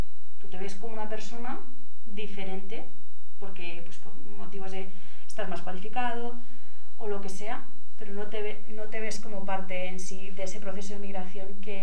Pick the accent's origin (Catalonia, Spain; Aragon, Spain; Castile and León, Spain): Aragon, Spain; Huesca; por lo que puedo ver en mi pueblo, en Huesca, que pasa mucho